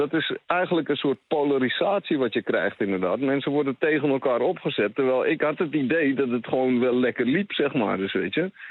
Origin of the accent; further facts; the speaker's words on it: Netherlands; Ik ben zelf een Nederlander. En half Surinaams, maar gewoon Nederlands paspoort, Nederlandse achternaam.